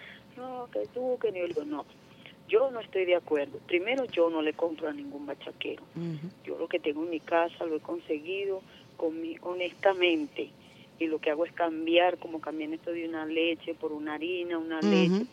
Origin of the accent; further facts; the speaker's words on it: Venezuela; así somos los venezolanos.